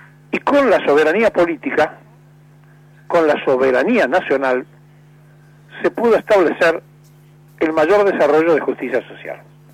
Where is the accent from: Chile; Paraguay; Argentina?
Argentina; el problema somos los argentinos que piensan así